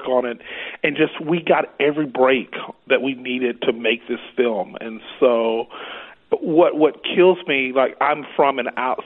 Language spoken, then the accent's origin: English; New Chapel Hill, Texas, United States; A little town called New Chapel Hill, Texas, near the Louisiana border.